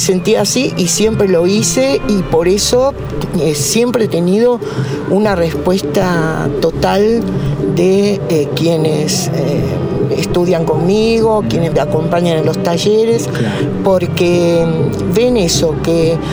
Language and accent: Spanish; Morón, Buenos Aires Province, Argentina; born there; Yo nací en Morón. Soy ya tercera, cuarta generación de argentinos, ¿no?